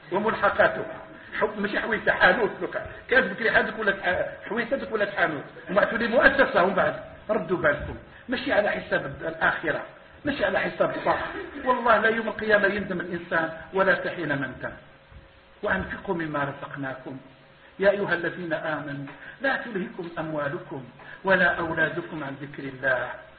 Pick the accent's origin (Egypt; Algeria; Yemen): Algeria; إحنا شوية جزائريين